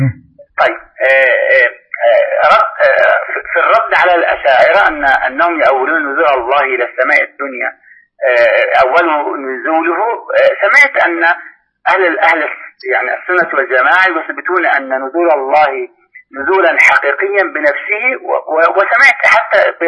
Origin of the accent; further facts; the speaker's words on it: Kuwait; عندنا في الكويت